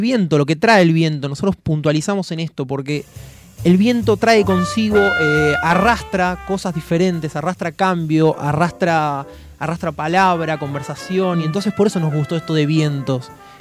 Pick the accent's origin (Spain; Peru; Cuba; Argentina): Argentina; Bernal, Buenos Aires Province; yo recuerdo siempre cuando de chico, en Bernal, me acuerdo más precisamente, jugábamos a la escondida hasta que se hacía de noche.